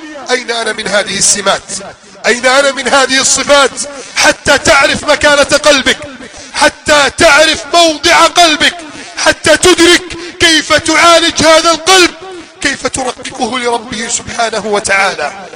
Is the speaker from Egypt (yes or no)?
yes; Egypt; اللهم احفظ بلدنا مصر من كيد الكائدين